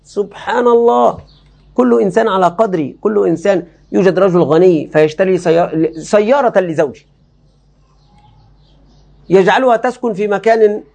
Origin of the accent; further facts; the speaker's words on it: Egypt; باب عندنا في مصر خطير جدا للأسف الشديد